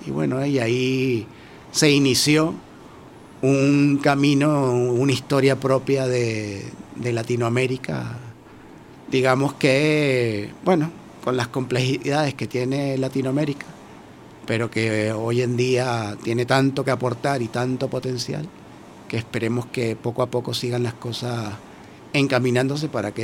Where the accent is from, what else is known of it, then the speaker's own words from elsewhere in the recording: Vargas, Venezuela; also born or lived in Caracas; Ahí crecí yo, entonces yo sí nací en Caracas, pero de donde me crié es ahí en el estado Vargas, frente al mar Caribe.